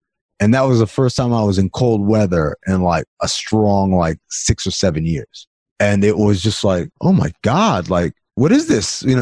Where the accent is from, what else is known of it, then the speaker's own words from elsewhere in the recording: New York, United States; also born or lived in Sudan; growing up in New York, my parents were all like, we're not from here. We're going to go back to where we're from one day.